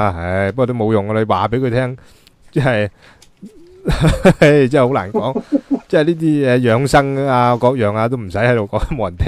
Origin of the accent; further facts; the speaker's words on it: Guangdong, China; 呢啲唔系我哋广东人嗰啲嘢嚟噶嘛？